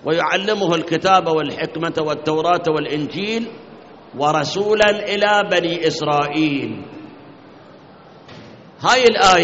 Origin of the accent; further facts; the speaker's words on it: Iraq; عندنا بالموصل نصارى، بغداد عندنا نصارى